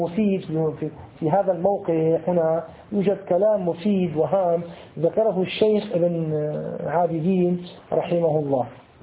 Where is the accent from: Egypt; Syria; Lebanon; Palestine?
Syria; ومثل نسموه عندنا في سوريا البلوك